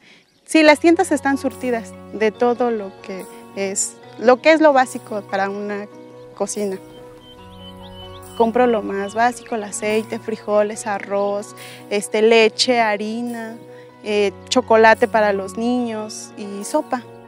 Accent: Santiago Mixclán, Mexico; soy de Santiago Mixclán, barrio Cuarto.

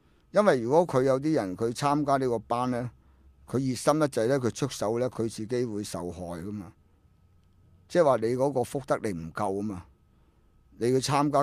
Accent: Hong Kong; 我香港人該死唔使病咁咪收

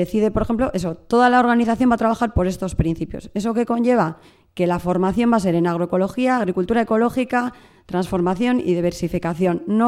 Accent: Ermua, Basque Country, Spain; yo soy de Ermua, en Vizcaya, y la apuesta ahora mismo de mi pueblo es cerrar

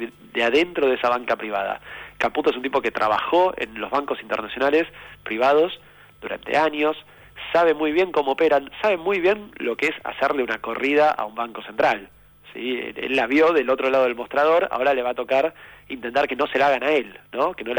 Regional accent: Argentina; como argentinos y argentinas, decidimos votar un gobierno distinto

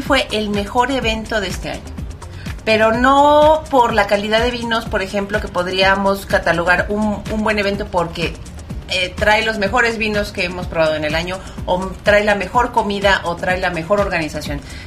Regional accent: Mexico; como mexicanos es un craso error

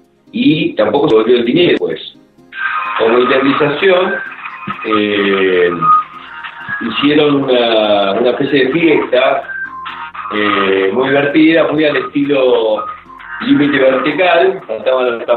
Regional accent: Argentina; somos argentinos, digamos, si nos ocurren esas cosas, ¿no?

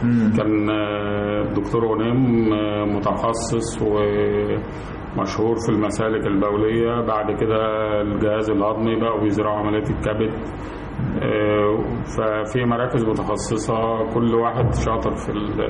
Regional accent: Belqas, Dakahlia, Egypt; من بلقاس.

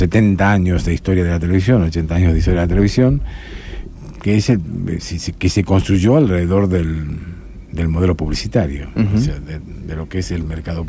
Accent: Tucumán, Argentina; born there; soy español, tengo la nacionalidad española, pero tengo la nacionalidad argentina también. Nacido en Tucumán

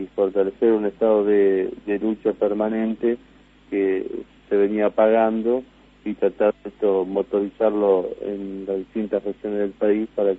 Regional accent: Mercedes, Buenos Aires Province, Argentina; also born or lived in Córdoba; Yo soy de Mercedes, digamos, vivo hace muchísimos años en Mercedes, pero soy nacido en Córdoba.

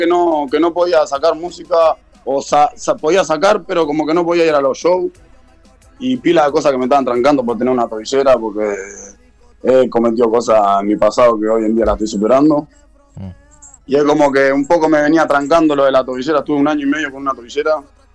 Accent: Montevideo, Uruguay; Siempre. Toda la vida me crié ahí y está. Y en mi barrio, o sea, sí, es lo que represento.

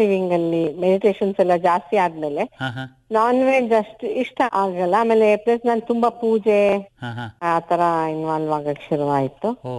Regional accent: Shivamogga, Karnataka, India; moved away as an adult; now in Kumbur, India; ನನ್ನ ತಾಯಿ ಮನೆ ಶಿವಮೊಗ್ಗ, ಅಂದಗದ್ದೆ ಅಂತ ಹೇಳಿ, ಬರ್ಡ್ ಸ್ಯಾಂಕ್ಚುರಿ ಎಲ್ಲ ಇದೆ.

